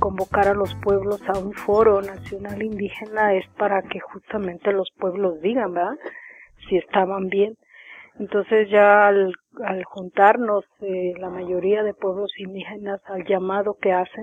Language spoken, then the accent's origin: Spanish; Mexico; la bandera como símbolo de que somos mexicanos, queremos seguir siendo mexicanos